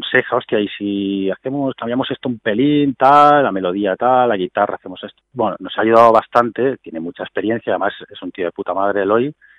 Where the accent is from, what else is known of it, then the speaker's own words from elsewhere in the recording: Spain; first language Catalan; lo podía hacer utilizando mi lengua madre, ¿no? Yo pienso en catalán y me gusta escribir